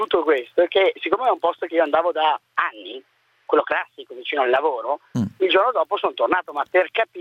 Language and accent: Italian; Milan, Lombardy, Italy; io sono di Milano